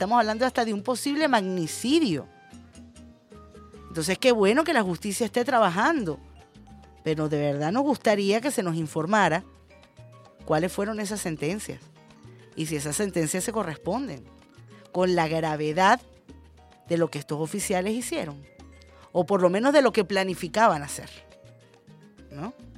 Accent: Venezuela; con lo delicados que somos los venezolanos y las venezolanas con la higiene

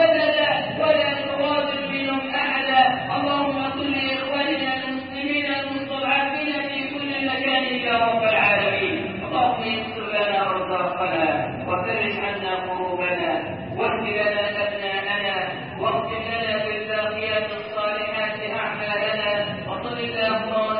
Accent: Egypt; أن تجعل بلدنا مصر أمنا أمانا سخاء رخاء

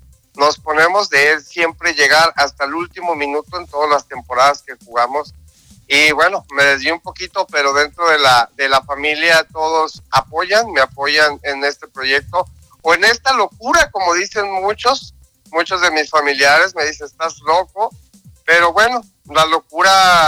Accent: Mazatlán, Sinaloa, Mexico; En Mazatlán, Sinaloa, que es donde yo nací.

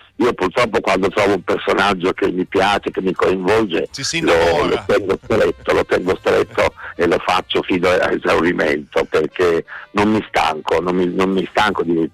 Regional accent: Emilia-Romagna, Italy; accent: Romagnol; io lo recito con un forte accento romagnolo, perché appunto io essendo romagnolo

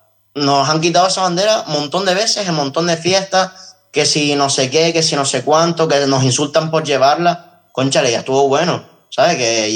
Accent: Canary Islands, Spain; el Frente Patriótico Canario se llama así porque somos patrióticos y somos canarios

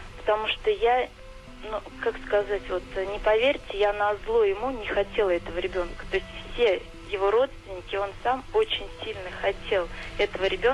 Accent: Saratov, Saratov Oblast, Russia; Да, я из Саратова.

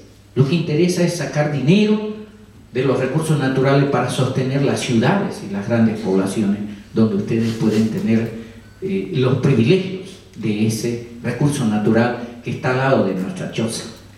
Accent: Bolivia; Cuando hablan Chacobo, que es de mi pueblo, están diciendo que manejamos el bosque.

